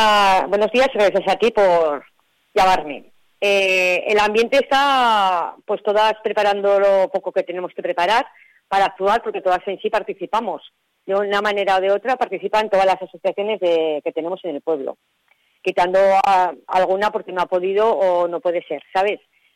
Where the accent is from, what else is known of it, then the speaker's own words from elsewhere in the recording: Cabanillas, Navarre, Spain; son todo gente de nuestro pueblo, somos todos gente de Cabanillas